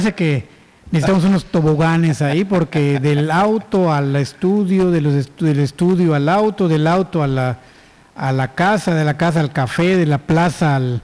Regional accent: Yucatán, Mexico; nosotros como yucatecos nos hemos ya acostumbrado más bien al aire acondicionado

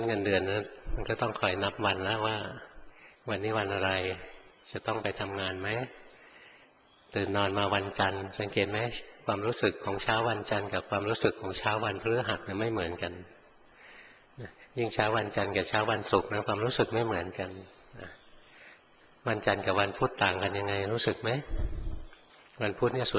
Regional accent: Bangkok, Thailand; หลวงพ่อเกิดในกรุงเทพโตอยู่ในกรุงเทพเรียนอยู่ในกรุงเทพทำงานในกรุงเทพอยู่ในเมืองมาตลอด

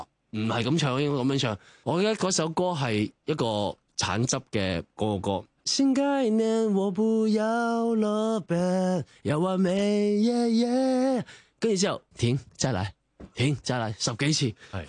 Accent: Hong Kong; 因为我哋香港人发音系好中意四声噶

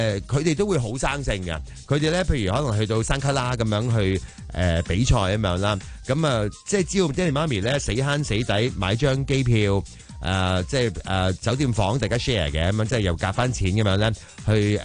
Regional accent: Hong Kong

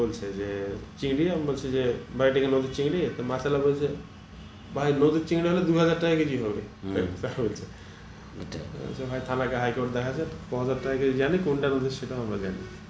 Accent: Kajla, Rajshahi Division, Bangladesh; আমার বাড়ি তো পদ্মার ধারেই বলা চলে আর কাজলায়

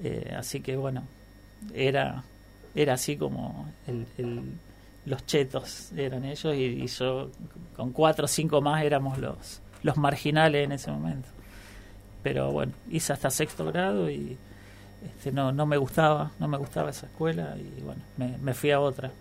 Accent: Rosario, Santa Fe, Argentina; Nací en Rosario y, bueno, mis viejos estaban viviendo en Fisherton, que es un barrio que en su momento, no sé cómo decirle, pero estaba muy, muy a las afueras de Rosario. Calculá que para ir al centro de Rosario teníamos 40 minutos en colectivo.

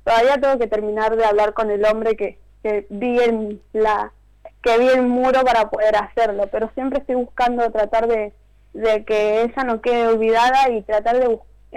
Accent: Isidro Casanova, Buenos Aires Province, Argentina; Nosotros somos de acá, de Isidro Casanova, La Matanza.

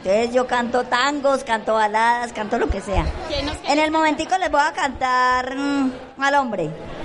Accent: Valle del Cauca, Colombia; Yo vengo del Valle.

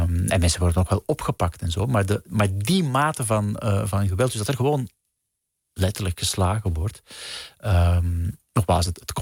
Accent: Belgium; bijvoorbeeld in België waar ik vandaan kom

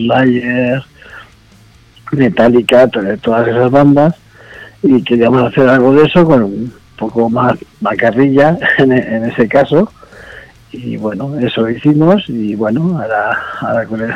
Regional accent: Valencia, Valencian Community, Spain; now in Finland; Soy de Valencia, sí, soy de Valencia.

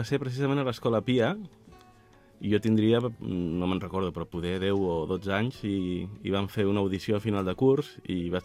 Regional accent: Caldes de Montbui, Catalonia, Spain; born there; Vaig néixer aquí, a Caldes de Montbui.

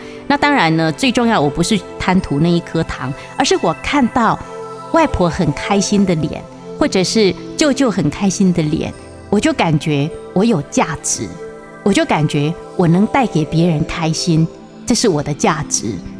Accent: Taiwan; 它的芽菜跟我们台湾人的芽菜不太一样

